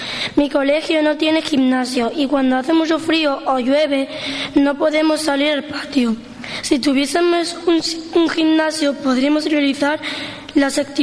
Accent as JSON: {"language": "Spanish", "town": "Ubrique", "region": "Andalusia", "country": "Spain", "said": "Mi pueblo está enclavado entre dos grandes parques naturales, lo cual lo hace apropiado para darse un paseo en familia en bicicleta. Es complicado poder transitar por Ubrique"}